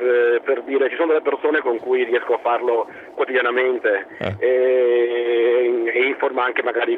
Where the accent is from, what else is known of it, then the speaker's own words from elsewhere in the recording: Treviso, Veneto, Italy; Io sono di Treviso, dalla provincia di Treviso.